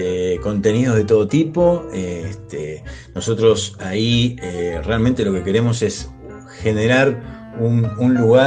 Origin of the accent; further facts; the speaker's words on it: Moreno, Buenos Aires Province, Argentina; como nosotros somos del oeste, de Moreno, de Merlo